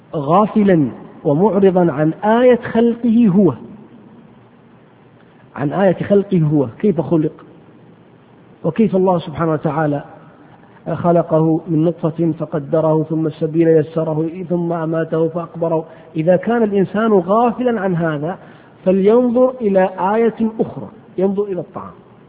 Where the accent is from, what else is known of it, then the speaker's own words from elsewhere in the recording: Hejaz, Saudi Arabia; والقت هو العلف الذي يسمى عندنا في الحجاز بالبرسين